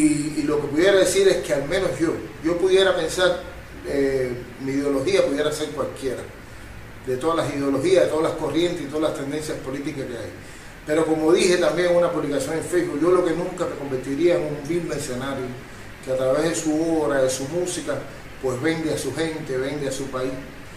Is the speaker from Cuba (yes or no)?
yes; Cuba; Como artista, como ciudadano, como cubano, es incomprensible